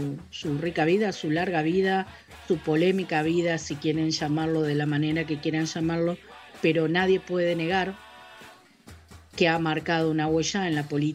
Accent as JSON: {"language": "Spanish", "country": "Uruguay", "said": "Lo que nos ha pasado como pueblo, como sociedad uruguaya"}